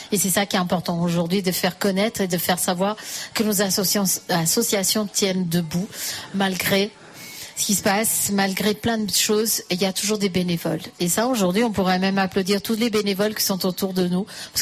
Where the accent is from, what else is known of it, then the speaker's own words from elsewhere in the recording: Fleury-les-Aubrais, Centre-Val de Loire, France; On est tous de Fleury. Et bien, vive Fleury-les-Aubrais.